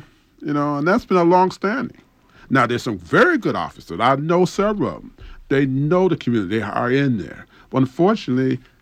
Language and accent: English; Detroit, Michigan, United States; You know, I grew up in Detroit when Coleman Young became mayor.